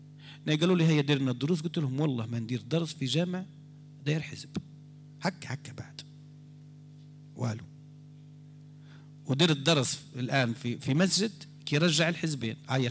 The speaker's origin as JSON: {"language": "Arabic", "country": "Algeria", "said": "أنا مواطن جزائري"}